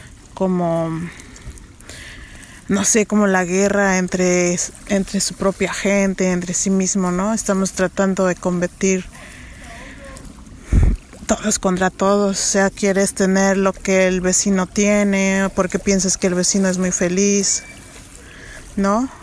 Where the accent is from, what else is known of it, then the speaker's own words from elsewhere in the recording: San Esteban Atatlauca, Oaxaca, Mexico; moved away as an adult; Soy de San Esteban Atatlauca, Tlaxiaco, Oaxaca. Esto es en México y tengo 37 años.